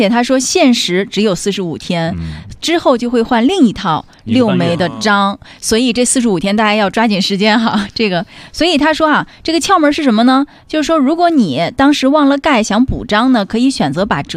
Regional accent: Shandong, China; 我是山东人哈，山东老家叫阴历。

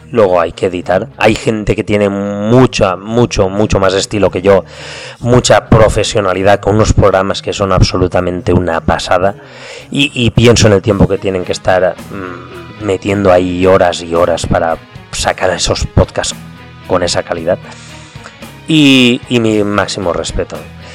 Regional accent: Valencian Community, Spain; accent: Valencian; Y es que soy valenciano y se me escapa de vez en cuando alguna palabreja de mi dialecto.

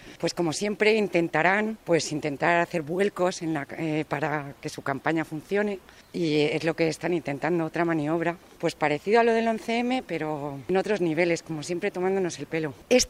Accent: San Sebastián, Basque Country, Spain; Soy de San Sebastián, soy española

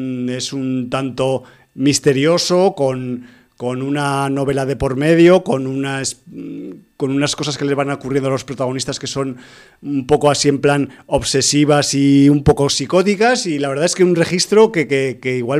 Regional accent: Zaragoza, Aragon, Spain; moved away; en uno de mis numerosos viajes a mi tierra natal de Zaragoza, a ver a mi familia.

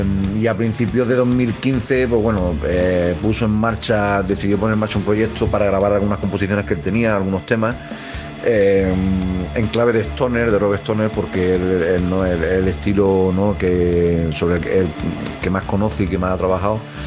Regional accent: Granada, Andalusia, Spain; Nosotros somos … venimos de Granada

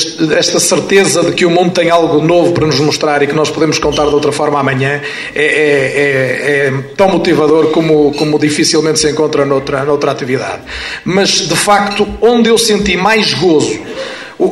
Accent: Paredes, Porto, Portugal; eu sou de Paredes, a minha terra teve dois alvarás de rádio

